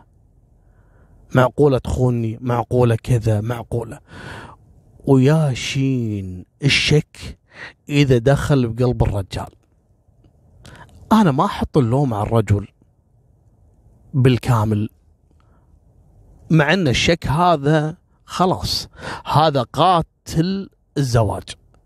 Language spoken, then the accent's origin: Arabic; Kuwait; الحين احنا عندنا في الكويت